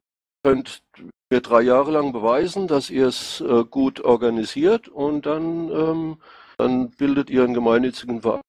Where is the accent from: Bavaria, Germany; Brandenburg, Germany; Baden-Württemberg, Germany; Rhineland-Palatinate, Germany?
Rhineland-Palatinate, Germany; accent: Rhenish Hessian; Mein Dialekt ist aus Rheinhessen. Okay. Ja, also eine Mischung aus Hessisch und Pfälzisch.